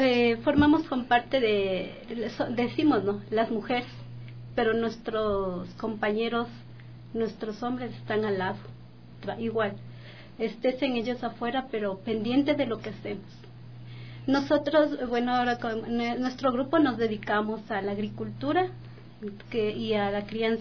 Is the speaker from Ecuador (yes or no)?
yes; Quito, Pichincha, Ecuador; Yo también soy de Quito, soy de la parte de la Mariana de Jesús. Mis padres fueron de... mis abuelitos fueron de Calderón, de parte de mi madre.